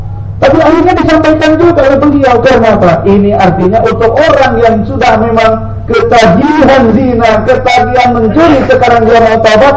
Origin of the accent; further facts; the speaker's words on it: Jakarta, Indonesia; Saya orang Jakarta bilangnya lancitan dulu.